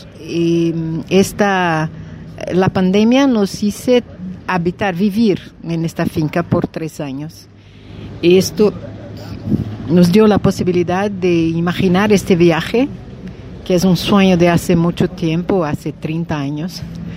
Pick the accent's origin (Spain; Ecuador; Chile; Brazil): Brazil; Bahia; Y soy de Brasil, Bahía, el nordeste de Brasil, ya rodamos 8,000 kilómetros.